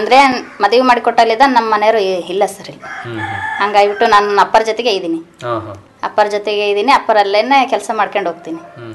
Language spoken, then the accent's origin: Kannada; Hosamalapanagudi, Karnataka, India; ನಮ್ಮ ಸ್ವಂತ ಊರು ಇದೆ ಸರ್, ಹೊಸಮಲಪನಗುಡಿ.